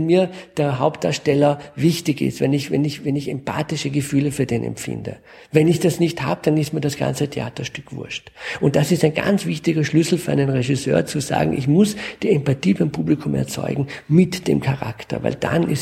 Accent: France; Ich bin in Frankreich groß geworden. Also wir sind immer in einem anderen Land sozialisiert gewesen.

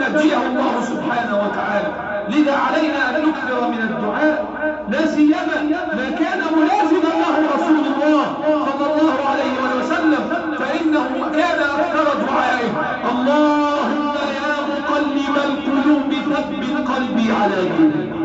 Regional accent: Egypt; اللهم احفظ بلدنا مصر وسائر بلاد

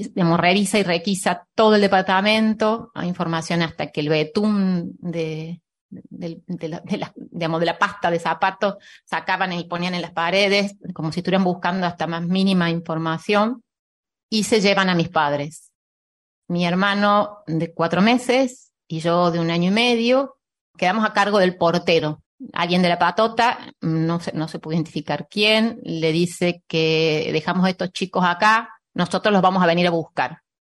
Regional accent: Mendoza, Argentina; born there; había nacido en Córdoba, aunque yo nací en Mendoza.

